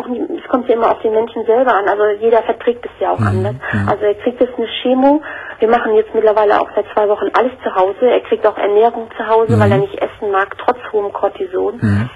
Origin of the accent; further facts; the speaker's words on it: Cologne, North Rhine-Westphalia, Germany; now in Schleswig-Holstein, Germany; Und mein Ex-Mann, also wir sind eigentlich Kölner, ja. Das ist das Witzige noch. Und ich wohne aber jetzt mit meinem neuen Mann in Schleswig-Holstein